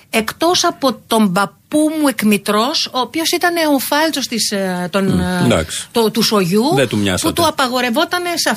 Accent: Tavros, Attica, Greece; Μεγαλώσαμε λοιπόν στον Ταύρο. Γεννηθήκαμε και μεγαλώσαμε στον Ταύρο. Στη δεκαετία του 50, εγώ γεννήθηκα 3 χρόνια μετά, όπου γύρω-γύρω από το σπίτι μας ήταν μόνο παράγκες. Γιατί ήταν πρόσφυγες, ναι, ο περισσότερος κόσμος.

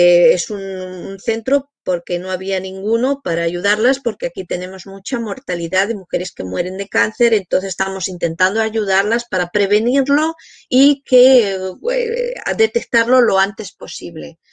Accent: Madrid, Community of Madrid, Spain; vivís en mi ciudad, porque yo soy de Madrid

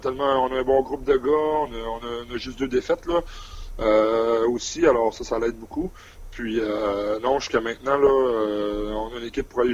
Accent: Quebec, Canada; accent: Lac Saint-Jean; Non, j'ai encore mon accent.

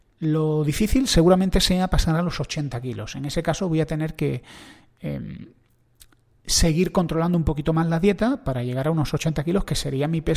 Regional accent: Andalusia, Spain; El aceite, yo soy andaluz, no me lo voy a quitar.

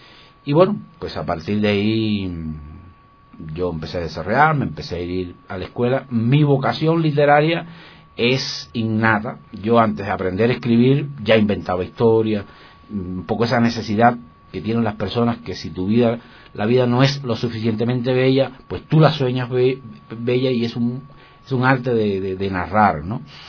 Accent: Cuba; Bueno, surjo y vengo, pues, de Cuba. Y dentro de Cuba, del centro de la isla, es de una zona montañosa.

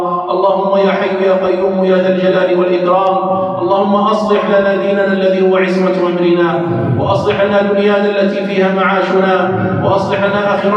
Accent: Algeria; اللهم احفظ بلدنا الجزائر من كل سوء ومكروه

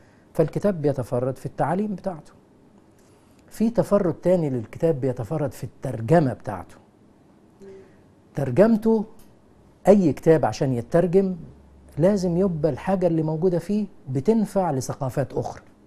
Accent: Egypt; يعني احنا عندنا في مصر في لغة صعيدي ولغة بحري

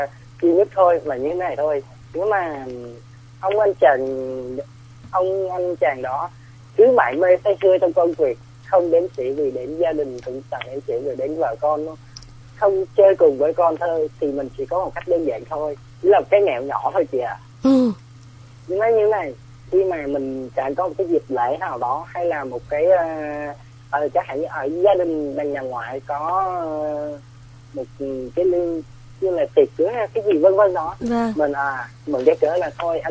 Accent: Ho Chi Minh City, Vietnam; Tại em đến từ thành phố Hồ Chí Minh.

